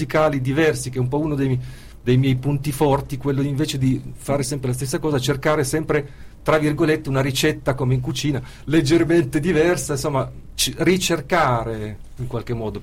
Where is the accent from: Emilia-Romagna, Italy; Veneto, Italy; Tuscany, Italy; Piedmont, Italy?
Piedmont, Italy; Turin; Io sono torinese, abitavo lì, e quindi 18 anni, adesso sono 49